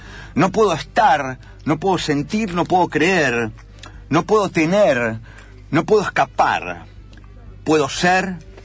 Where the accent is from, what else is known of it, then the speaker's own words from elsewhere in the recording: Argentina; Sí, soy argentino.